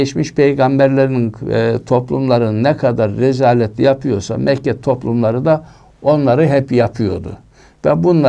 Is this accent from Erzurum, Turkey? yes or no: no; İzmir, Turkey; Mesela biz İzmirliler olarak da Efes'i ele alalım.